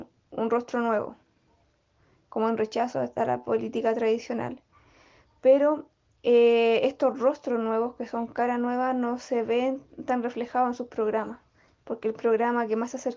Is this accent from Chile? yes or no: yes; Chile; para hacer estas transformaciones radicales que necesitamos como pueblo chileno